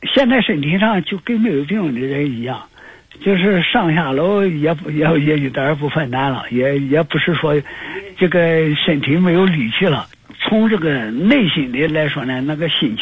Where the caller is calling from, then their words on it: Nanjing, Jiangsu, China; 我是南京的